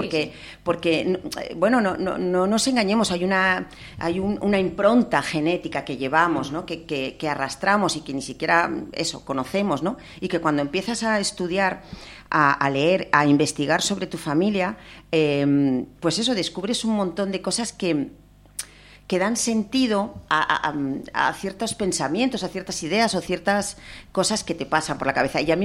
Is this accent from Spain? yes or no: yes; Asturias, Spain; yo me he sentido asturiana siempre, pero no he sentido ese arraigo de tierra, de sentirme absolutamente, porque sabía que mi familia venía de muchos sitios